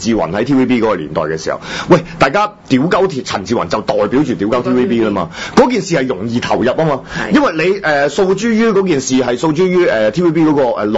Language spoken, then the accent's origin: Cantonese; Hong Kong; 即係我哋香港人嘅驕傲啦咁樣，係即係我哋香港人嘅寶物啦